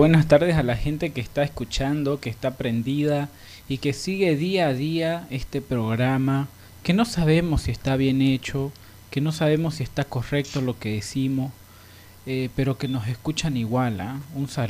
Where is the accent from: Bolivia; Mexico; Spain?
Bolivia; como boliviano, que en mi país no está legal ni siquiera el consumo de marihuana